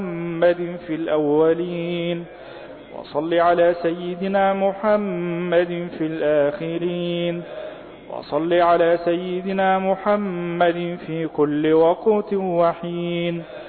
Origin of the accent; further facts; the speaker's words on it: Egypt; اللهم اجعل بلدنا مصر أمنا أمانا سلما سلاما سخاء رخاء